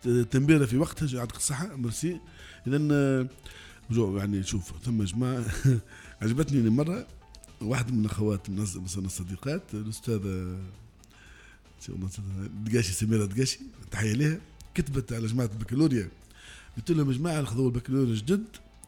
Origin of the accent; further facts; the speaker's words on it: Kebili Governorate, Tunisia; accent: Nefzaoua; نحن نفزاوة نتكلموا باللهجة نتاعنا ونفتخروا بها لهجة الأباء والأجداد